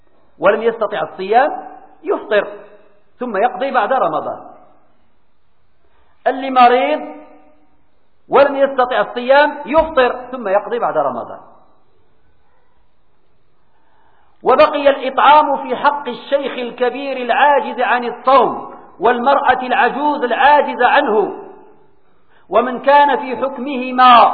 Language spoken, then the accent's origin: Arabic; Morocco; الفيدية مثلا عندنا في المغرب القيمة ديالها ما كتوصلش إلى الفيدية التي في أوروبا